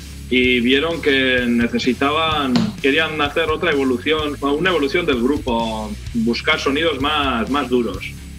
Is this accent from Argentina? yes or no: no; Navarre, Spain; Pues somos del norte de España, que sería la zona de Navarra.